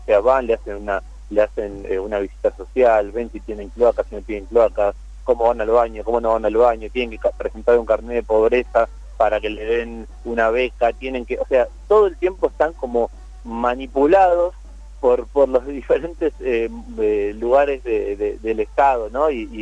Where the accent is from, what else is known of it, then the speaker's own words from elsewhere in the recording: Buenos Aires, Argentina; primero como porteño que soy y que vivo en esta ciudad de Buenos Aires